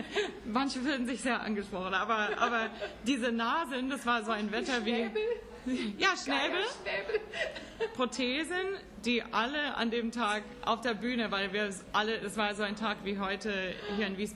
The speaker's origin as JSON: {"language": "German", "region": "California", "country": "United States", "said": "Ich meine, ich komme aus Central Kalifornien. Jetzt sind es 45.000 Einwohner."}